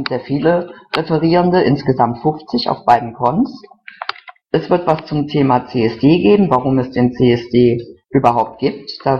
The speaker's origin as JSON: {"language": "German", "region": "North Rhine-Westphalia", "country": "Germany", "said": "Ich bin aus dem Rhein-Sieg-Kreis, da in Kommunalpolitik tätig."}